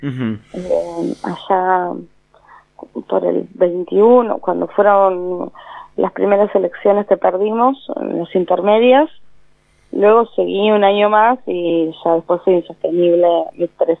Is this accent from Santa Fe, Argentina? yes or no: no; Quilmes, Buenos Aires Province, Argentina; also born or lived in Avellaneda; yo soy de Quilmes. Me crié mi infancia en Quilmes, mi adolescencia en Avellaneda.